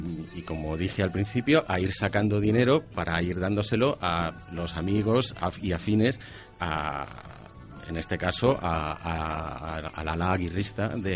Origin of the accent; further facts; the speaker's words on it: Community of Madrid, Spain; Y por otro lado, y en tercer lugar, somos madrileños.